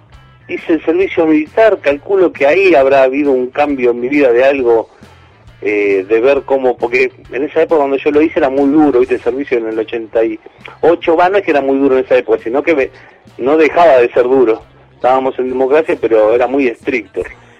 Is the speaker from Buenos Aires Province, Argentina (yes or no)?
yes; Aldo Bonzi, Buenos Aires Province, Argentina; born there; now in Lanús, Argentina; yo empecé en Aldobonzi, que es un barrio chico donde yo nací, pero es chico, ¿viste? Es como que mantiene así, como parece un pueblo, pero está acá cerca, ¿viste? De Capital y de Lanús, donde vivo yo.